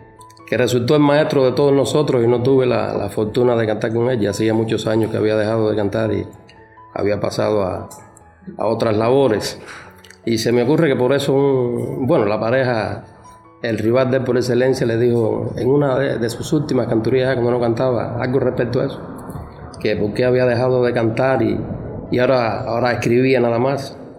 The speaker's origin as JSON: {"language": "Spanish", "country": "Cuba", "tie": "born there", "said": "todos los improvisadores que nacimos en Cuba"}